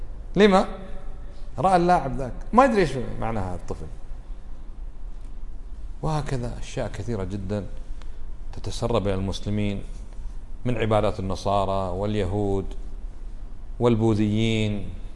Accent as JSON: {"language": "Arabic", "country": "Kuwait", "said": "بلادنا ما فيها، كم ولي عندنا بالكويت يعبد من دون الله"}